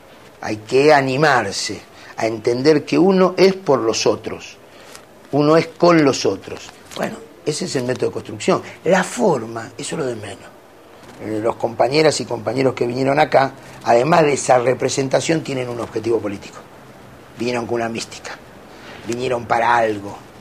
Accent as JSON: {"language": "Spanish", "country": "Argentina", "said": "Somos millones los argentinos que queremos cambiar esto."}